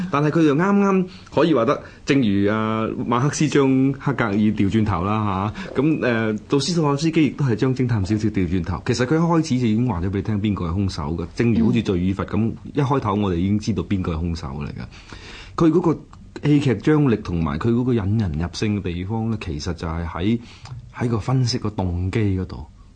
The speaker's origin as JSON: {"language": "Cantonese", "country": "China", "said": "嘅意義喺我哋中國人嚟講，或者東方唔係咁緊要"}